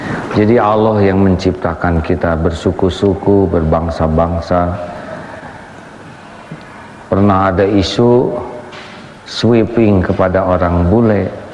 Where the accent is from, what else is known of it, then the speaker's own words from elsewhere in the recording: United States; born there; Indonesian is a second language; Saya lahir di Amerika bukan pilihan saya.